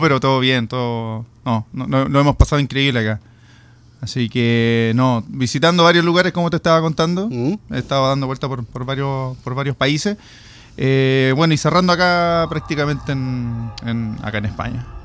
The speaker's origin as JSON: {"language": "Spanish", "region": "Antofagasta", "country": "Chile", "tie": "born or raised there", "said": "nosotros estamos al lado de Calama, estamos a 3 horas de Calama, nosotros somos oriundos de Antofagasta"}